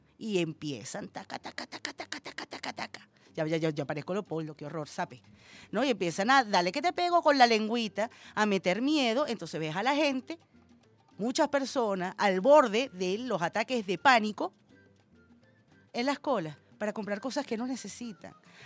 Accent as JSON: {"language": "Spanish", "country": "Venezuela", "said": "yo soy hija de inmigrantes y mis padres se sentían más venezolanos que María Corina, de eso te lo puedo asegurar. Y yo soy venezolana, venezolana con letras mayúsculas"}